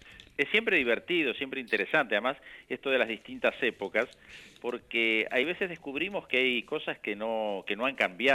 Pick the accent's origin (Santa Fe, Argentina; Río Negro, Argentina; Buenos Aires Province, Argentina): Buenos Aires Province, Argentina; Bahía Blanca; de chico viví en Bahía Blanca, viví en provincia de Buenos Aires, mis padres se mudaron un par de veces.